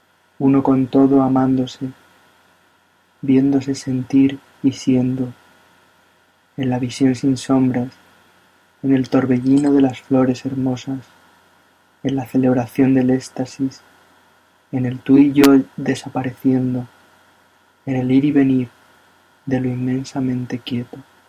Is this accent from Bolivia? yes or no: no; Albacete, Castilla-La Mancha, Spain; soy de Albacete, España.